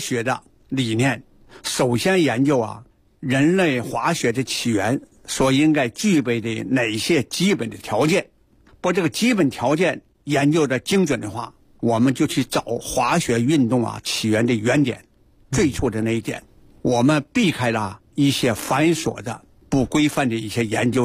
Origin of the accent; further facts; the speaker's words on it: Tonghua, Jilin, China; 我从小的时候啊，成长的和生活在长白山脚下的通化。那通化那个时候是每到冬季啊，是凌寒雪原，高山峻岭啊是一片银白。我家乡啊是自然雪